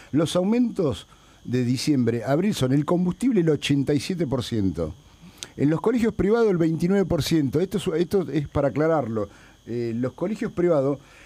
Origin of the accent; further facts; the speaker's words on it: La Plata, Buenos Aires Province, Argentina; los costa que venimos todos los días a Buenos Aires, somos de La Plata